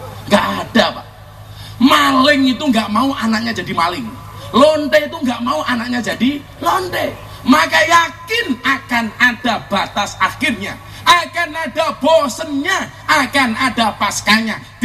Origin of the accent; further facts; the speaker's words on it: Lampung, Indonesia; born there; Saya aslinya Ponorogo lahir di Lampung, Puja ke Suma, putra Jawa kelahiran Sumatera.